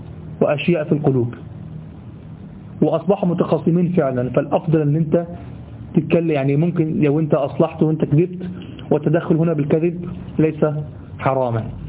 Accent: Egypt; والله دي ده دايمين لغوة عندنا في لساننا كمصريين

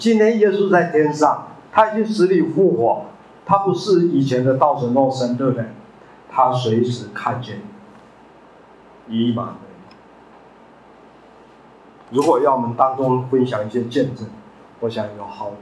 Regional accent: Taitung County, Taiwan; 我小时候在台东，大家知道花莲台东吗？我在那边出生成长，我的故乡妈妈是彰化二水中部人，爸爸是云林东人，我的祖父跟父母亲就搬到台东，光复以前我在台东出生，

